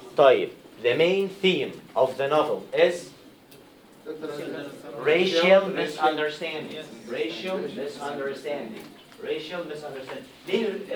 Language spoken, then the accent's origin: Arabic; Egypt; هو الجمل في مصر انا كمواطن عادي